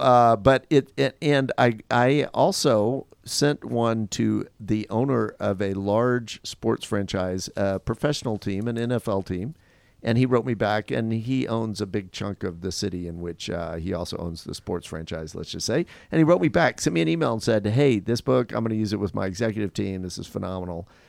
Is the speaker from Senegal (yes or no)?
no; Louisiana, United States; born there; I grew up in Louisiana or I didn't grow up there, but I was born there.